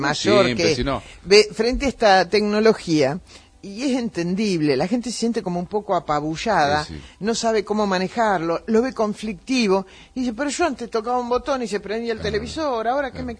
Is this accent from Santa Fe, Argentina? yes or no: no; Curarú, Buenos Aires, Argentina; yo soy de un pueblo chico, pero no chico, recontra chico. Tan chico que ya no aparece ni en el mapa. Cerca, en el noroeste de la provincia de Buenos Aires, mi pueblo se llama Curarú, donde yo nací, y estuve ahí hasta los 6 años.